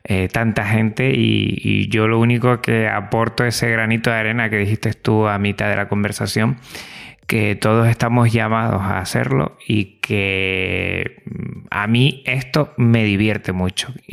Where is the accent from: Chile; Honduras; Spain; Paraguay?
Spain; Tenerife, Canary Islands; Exacto, yo soy de Tenerife, pero yo me voy a la otra isla y nos vemos allí.